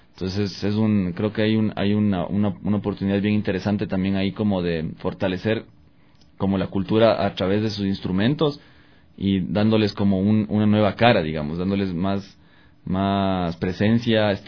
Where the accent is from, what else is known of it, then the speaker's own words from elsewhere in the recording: Latacunga, Cotopaxi, Ecuador; born there; porque nací en la Tacunga y eso, son los bombos de Pujilí, que hay allá